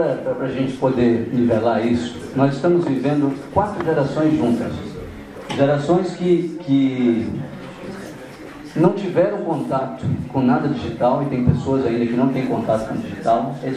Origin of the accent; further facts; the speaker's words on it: Amazon, Brazil; Lá no norte do Brasil, na Amazônia.